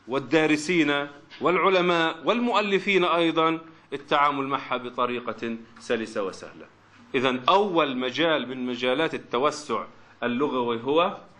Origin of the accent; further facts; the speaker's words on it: Palestine; عندنا في فلسطين له ثلاث شعب، وفي لبنان وفي مصر له شعبتان